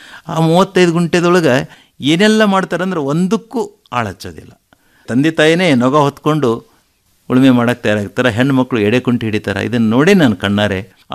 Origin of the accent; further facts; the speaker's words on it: Morab, Karnataka, India; ನಮ್ಮೂರಲ್ಲಿ, ನಾವು ಮೊರಬ್ ಗ್ರಾಮದ ನಮ್ಮದು